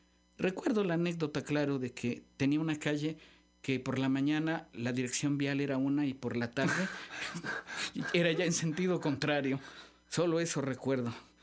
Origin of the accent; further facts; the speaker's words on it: Xalapa, Veracruz, Mexico; los jalapeños pues somos la Atenas veracruzana, la cuna de la educación, de la normal veracruzana y demás.